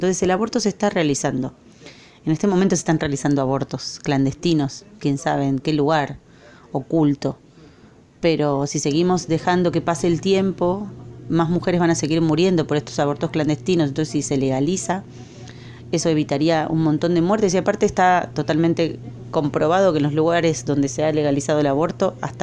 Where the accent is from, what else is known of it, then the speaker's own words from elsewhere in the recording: Argentina; now in Costa Rica; Soy argentina y hace un año que estoy en Costa Rica.